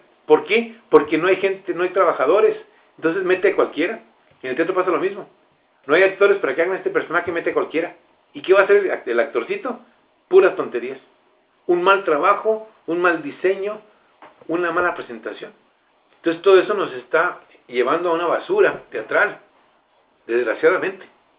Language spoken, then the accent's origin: Spanish; Mexico; como mexicanos tenemos esa estigma.